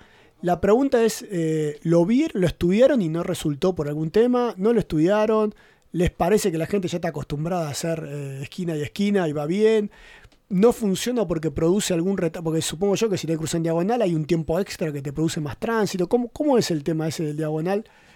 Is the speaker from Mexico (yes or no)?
no; Argentina; no estoy acostumbrado, ¿no? Como argentino, una línea punteada